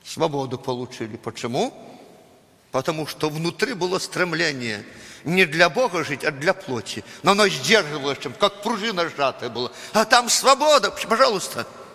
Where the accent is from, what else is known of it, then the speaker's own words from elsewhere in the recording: Belarus; Russian is a second language; Но мы привыкли так, мы же белорусы. Мы же русский язык не знаем так, как надо. У нас свой акцент, так сказать, свой запас и так далее.